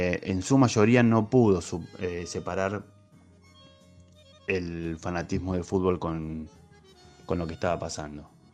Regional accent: Argentina; Pero siendo futbolero y argentino, te puedo decir que me da un poco de vergüenza

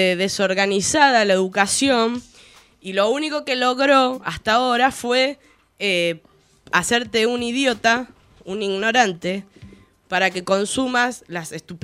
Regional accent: Argentina; Queremos ser una nación argentina porque somos argentinos

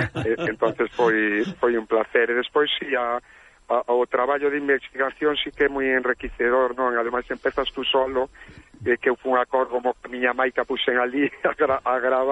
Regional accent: Quiroga, Galicia, Spain; porque eu son de Quiroga

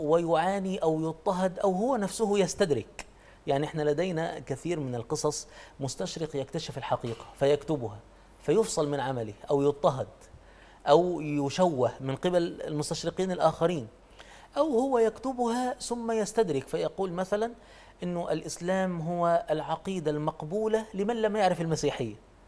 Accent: Egypt; يعني نحن عندنا في مصر

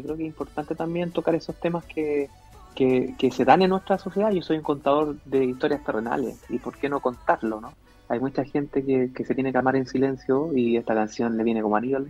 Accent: Chile; a nosotros como chilenos nos cuesta un poquito más.

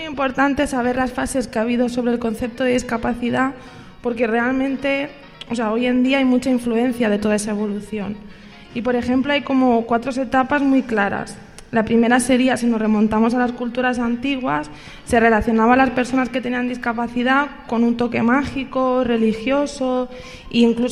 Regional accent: Barcelona, Catalonia, Spain; yo soy de Barcelona

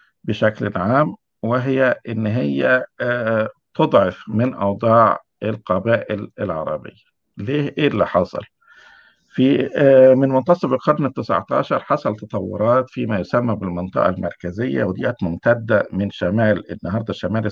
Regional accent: Egypt; يعني عندنا في مصر دلوقتي

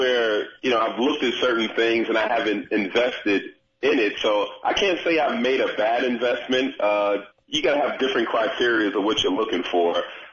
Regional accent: New York City, New York, United States; So growing up in New York City, I just made it a point that I watched a lot of other people carrying a briefcase

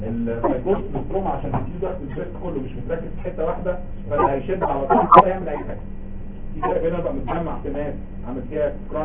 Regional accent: Egypt; يعني ده بصراحة بلغات احنا كده مصريين

